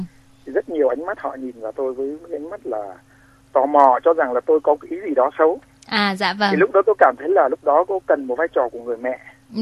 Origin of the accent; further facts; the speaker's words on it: Hanoi, Vietnam; born there; now in Ho Chi Minh City, Vietnam; tôi sinh ra ở Hà Tây.